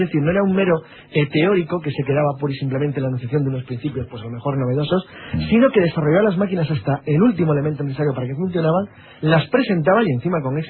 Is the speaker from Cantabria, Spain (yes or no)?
yes; Cantabria, Spain; Sí, soy de origen cántabro al 75%, dejamos. Tengo un 25% también